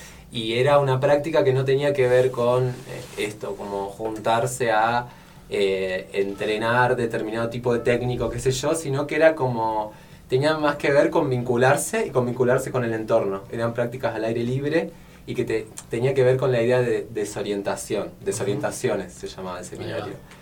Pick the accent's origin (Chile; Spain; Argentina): Argentina; Córdoba; que yo, por ejemplo, que vengo de Córdoba hace muy poco